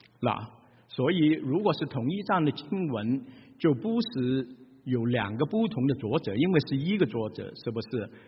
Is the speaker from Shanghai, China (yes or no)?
yes; Shanghai, China; 我们上海人就会说，哎呀，哦咯子哦咯的嘞，哦咯死了，这个就是上海话，就是后悔。